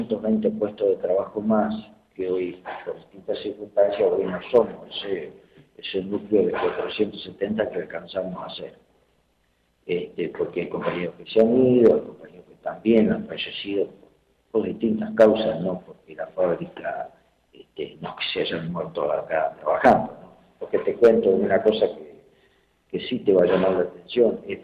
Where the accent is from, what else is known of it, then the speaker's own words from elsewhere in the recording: Chile; inclusive países hermanos, como somos los chilenos